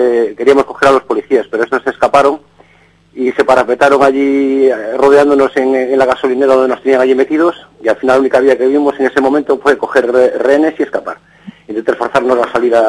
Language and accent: Spanish; Vigo, Galicia, Spain; soy gallego. Oh. Soy gallego de Vigo. Nací, pues, en, era, pues, no sé cómo decirte, muy pobre.